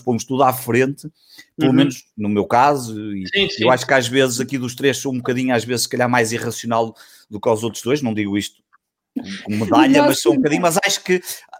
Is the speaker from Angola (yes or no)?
no; Porto, Norte, Portugal; também sou aqui do Porto e morei, e sou um bocadinho mais velho do que tu